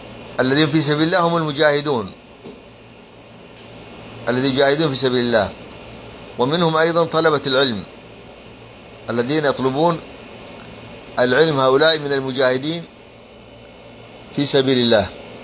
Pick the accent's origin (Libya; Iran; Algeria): Libya; لأن عندنا في ليبيا من الصعب أن تجد أحد جائع